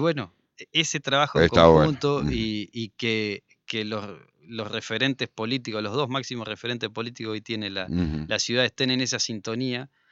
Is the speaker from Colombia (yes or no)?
no; Salta, Argentina; Pero no, pasa, yo soy de Salta y me tomo un avión a Buenos Aires